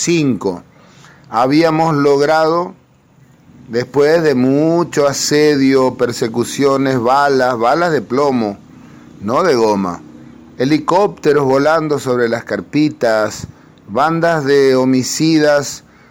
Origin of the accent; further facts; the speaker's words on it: Paraguay; soy un cantautor paraguayo.